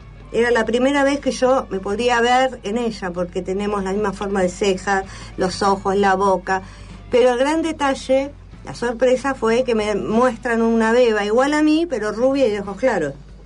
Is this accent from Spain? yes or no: no; La Plata, Buenos Aires Province, Argentina; born there; Me entero que yo, aunque figuro nacida en Capital, nací en La Plata.